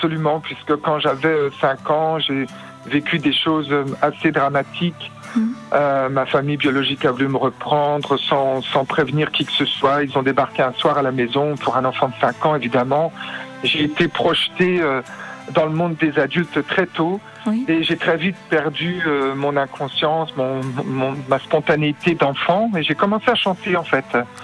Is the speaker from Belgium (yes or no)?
no; Sedan, Grand Est, France; born there; also born or lived in Chalon; Moi j'ai vécu à Chalon, j'ai travaillé à Chalon, et puis je suis né en fait à Sedan dans les Ardennes.